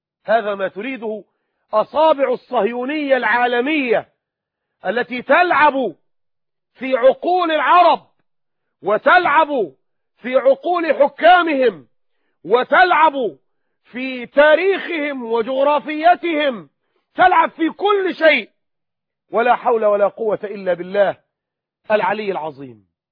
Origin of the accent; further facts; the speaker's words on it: Egypt; هل كنا نرضى كمصريين اننا نهان ونزل ونضطهد